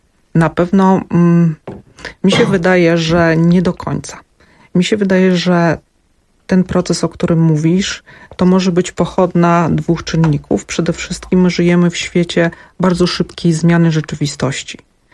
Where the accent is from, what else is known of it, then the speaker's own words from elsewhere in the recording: Zamość, Lublin Voivodeship, Poland; Ja pochodzę z Zamościa.